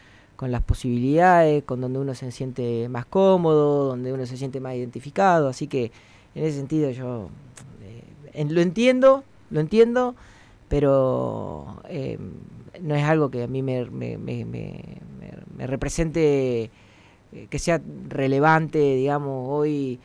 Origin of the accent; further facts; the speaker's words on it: La Pampa, Argentina; Si bien nací, me crié en La Pampa, soy hijo de platenses.